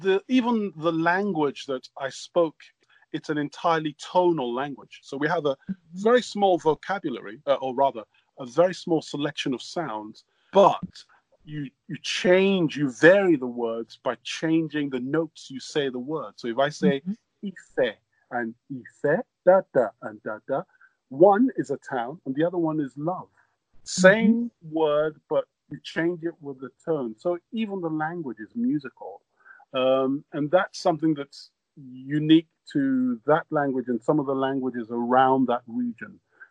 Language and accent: English; Nigeria; also born or lived in United Kingdom; I grew up in West Africa. I was born in the UK, but I grew up in West Africa. From the age of 7 till 17, I lived in Nigeria.